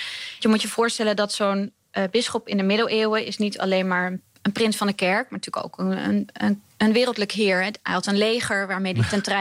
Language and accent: Dutch; Utrecht, Netherlands; Dat en lekker in de buurt, want ik kom uit Utrecht.